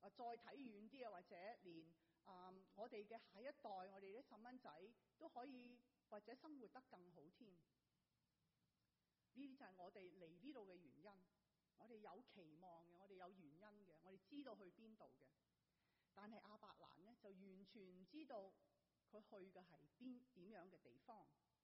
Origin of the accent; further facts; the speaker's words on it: Hong Kong; moved away as an adult; now in United States; 我由香港来到美国读大学